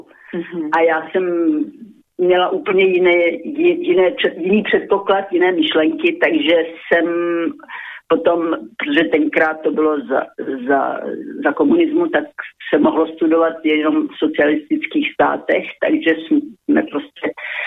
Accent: Vysoké Mýto, Pardubice Region, Czechia; born there; Narodila jsem se v Čechách, ve Vysokém Mýtě

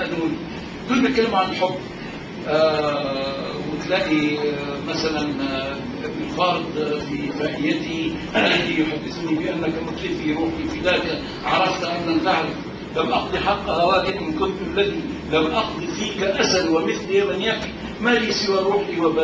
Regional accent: Qatar; اقول لهم لا انا من قطر. قطر؟ قطر دي فين؟ اقعد اقول لهم يعني في الجزيره العربيه.

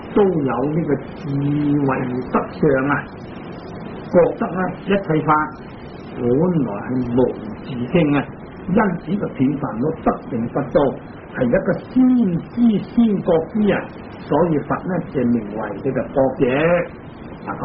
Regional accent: Hong Kong; 我们香港人中午十二点就是在美国呢

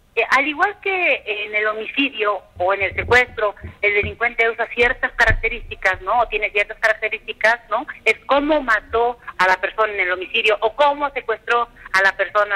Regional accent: Tlaxcala, Mexico; en mi tierra, en Tlaxcala

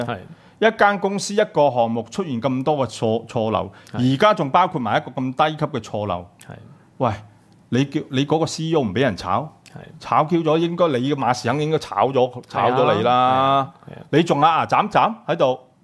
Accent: Hong Kong; 我哋香港市民就係個主人

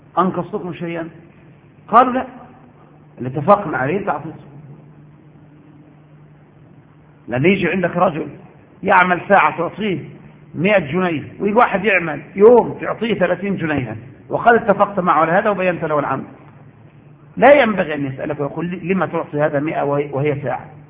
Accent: Egypt; ولم يجعلها عندنا في مصر

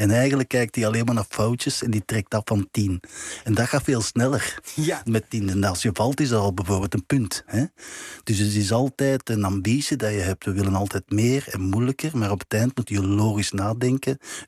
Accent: Belgium; Ik ben een Belg natuurlijk, maar ik ben een turn-Nederlander in hart en nieren.

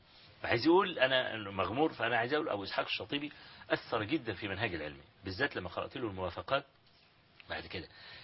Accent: Hawin, Kafr El Sheikh Governorate, Egypt; مسألة حوين يعني قرية قابعة كده في مركز تبع مركز الرياض في محافظة كفر الشيخ

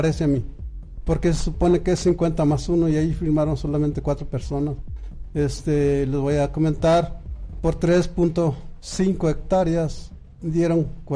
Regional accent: Estancia de Guadalupe, Mexico; Yo soy de Estancia de Guadalupe

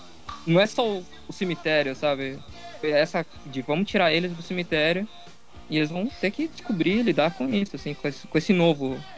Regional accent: Santos, São Paulo, Brazil; Que eu sou de Santos, eu morei lá, né?

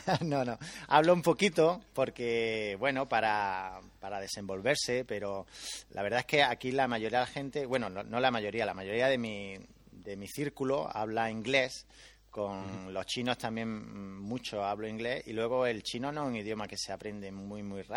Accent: Granada, Andalusia, Spain; now in China; Sí, yo soy de Granada.

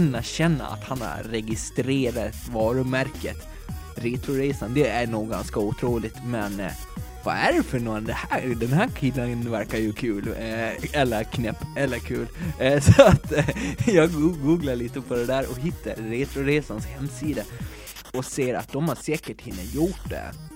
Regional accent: Gotland, Sweden; får jag väl be om en ursäkt från mitt gotländska hjärta

